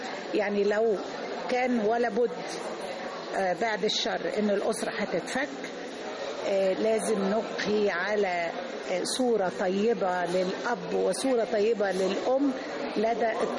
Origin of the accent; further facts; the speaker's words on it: Egypt; احنا يا مصريين تعودنا كل حاجة نجيبها بالكتير والمظهر عندنا مهم.